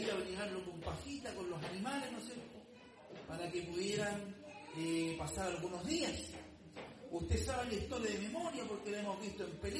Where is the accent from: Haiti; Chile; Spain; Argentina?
Chile; Usted sabe de que nosotros como occidentales, como chilenos, parte, ¿no es cierto?, de América, celebramos la Navidad.